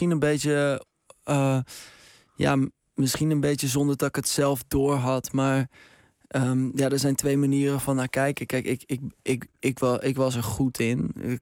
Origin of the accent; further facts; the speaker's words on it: North Holland, Netherlands; Ik kom uit Baren, hier redelijk dichtbij.